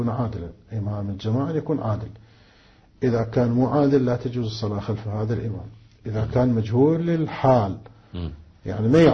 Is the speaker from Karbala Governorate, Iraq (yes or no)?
yes; Karbala, Karbala Governorate, Iraq; الآن عندنا في كربلاء مثلا الزوجة ايش قد تحتاج بالشهر الى نفقة